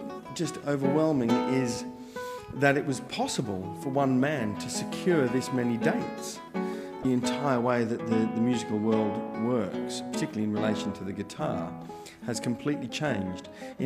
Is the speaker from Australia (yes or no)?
yes; Perth, Western Australia, Australia; he played in my hometown of Perth in Western Australia.